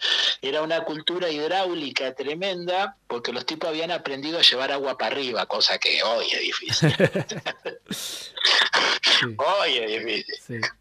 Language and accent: Spanish; Argentina; en lo personal como argentino le agradezco la generosidad de haber vuelto acá